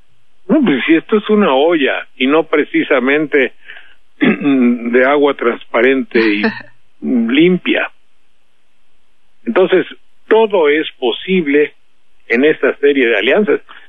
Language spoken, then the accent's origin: Spanish; Veracruz, Mexico; yo le expliqué un poco que soy tan veracruzano como cualquiera